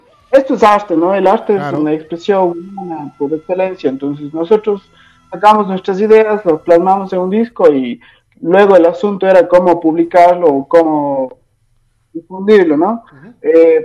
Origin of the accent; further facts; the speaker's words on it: Ecuador; somos de Ecuador y como todos saben, acá es tercer mundo, ¿no?